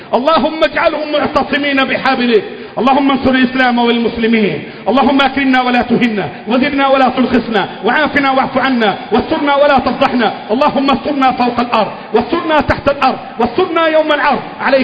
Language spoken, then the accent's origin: Arabic; Egypt; اللهم احفظ بلدنا مصر، اللهم احفظ بلدنا مصر